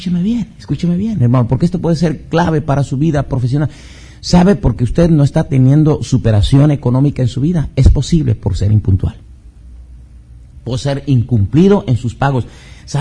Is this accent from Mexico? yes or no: yes; Mexico; Somos mexicanos por naturaleza, negligentes, apáticos.